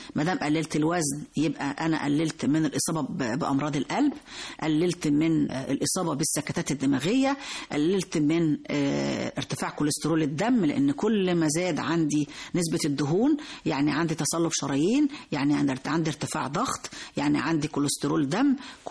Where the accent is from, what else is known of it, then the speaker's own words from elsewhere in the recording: Egypt; طبعا احنا معظمنا كمصريين بنفضل قوي الرغيف الأبيض